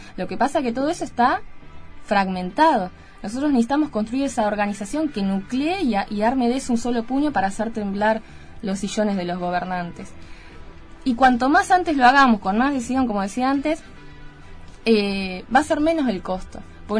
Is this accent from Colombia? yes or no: no; Argentina; propio de la historia que tenemos como argentinos